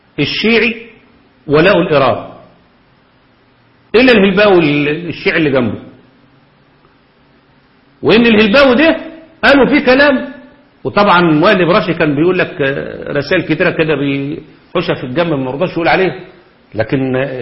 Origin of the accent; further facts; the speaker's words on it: Egypt; في لجنة الخمسين عندنا في مصر